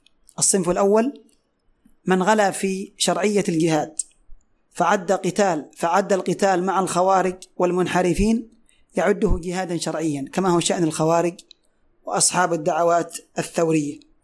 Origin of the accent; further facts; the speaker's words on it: Yemen; ومثل ما هو حاصل اليوم عندنا في اليمن